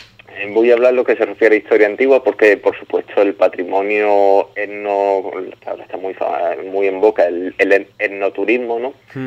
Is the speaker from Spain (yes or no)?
yes; El Puerto de Santa María, Andalusia, Spain; aquí en el puerto Santa María, de donde soy